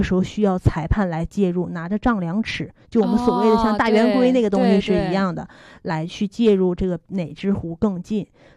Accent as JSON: {"language": "Chinese", "town": "Harbin", "region": "Heilongjiang", "country": "China", "said": "我也是哈尔滨人"}